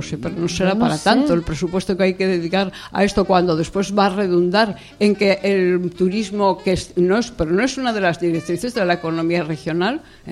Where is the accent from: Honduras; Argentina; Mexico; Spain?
Spain; Asturias; soy una amante de Asturias y de todo lo que concierne a nuestra Asturias patria querida